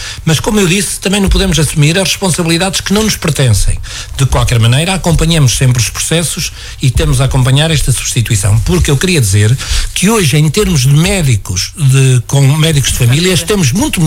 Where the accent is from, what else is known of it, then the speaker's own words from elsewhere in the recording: Portugal; e somos portugueses como os outros.